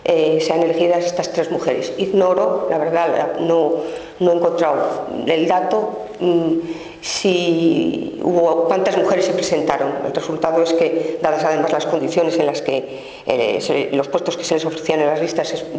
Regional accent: Salamanca, Castile and León, Spain; yo acabé la carrera de historia en Salamanca, que es de donde yo soy

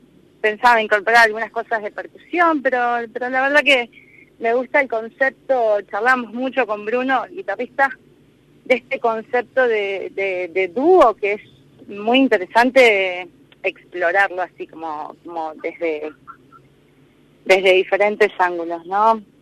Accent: Viedma, Río Negro, Argentina; now in General Roca, Argentina; Me crié en Viedma, como te decía. Ajá, sí. Y después me fui a estudiar y cuando volví, ya volví a Roca. Pero siempre vuelvo a Viedma

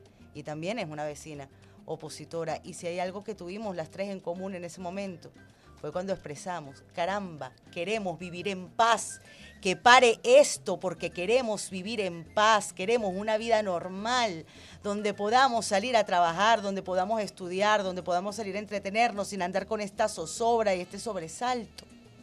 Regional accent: Venezuela; nosotros como venezolanos no debemos vernos como enemigos

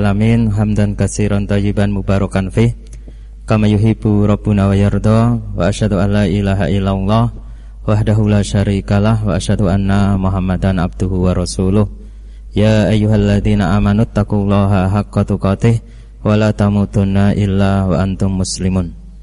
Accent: Weru, Central Java, Indonesia; Di kampung saya dari Wonosari, Weru, Sukoharjo. Jadi Sukoharjo paling selatan, berbatasan dengan Gunung Kidul.

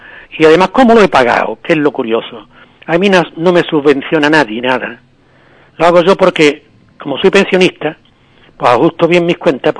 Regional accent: Ubrique, Andalusia, Spain; yo al encontrarme de nuevo en Ubrique, a los 54 años, he dicho, ¿cómo no hablar de mi pueblo? ¿Cómo no cantar las maravillas que tiene mi pueblo?

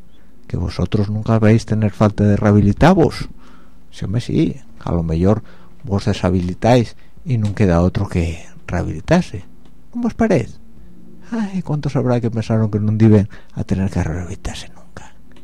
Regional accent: Spain; está claro que los mayores del mundo somos los españoles

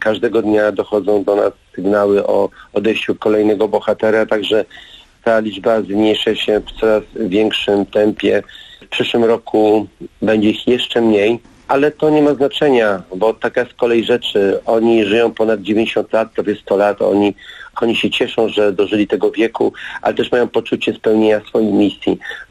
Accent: Warsaw, Masovian Voivodeship, Poland; Ja jestem z Warszawy, moja rodzina jest z Warszawy, rodzina mojej żony jest z Warszawy.

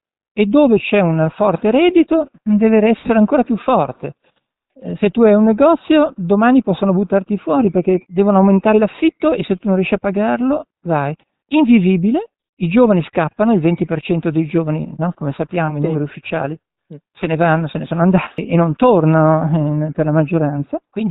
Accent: Milan, Lombardy, Italy; Da milanese io sono angustiato da questa visione della città

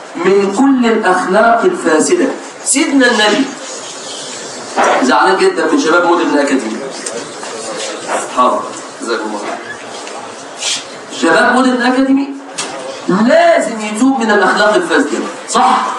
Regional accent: Egypt; طبعا ده لو عندنا في مصر

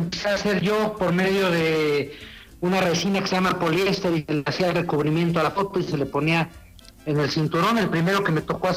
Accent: Mexico; yo quisiera que ganara el mexicano, yo soy mexicano.

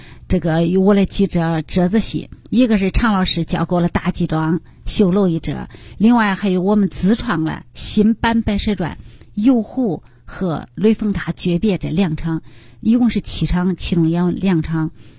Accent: Henan, China; 展现我们河南人的形象，河南人的风采

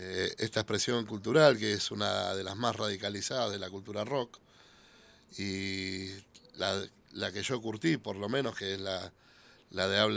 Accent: Buenos Aires, Argentina; Desde chiquito, yo a los 8 años era canillita. Ah. En Avenida de Mayo y Perú. Soy más porteño

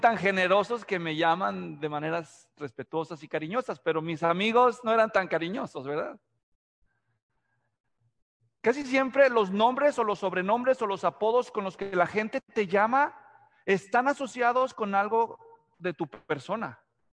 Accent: Mexico; Yo nací y crecí en México. Y si tienen un talento los mexicanos, es para encontrarte sobrenombres.

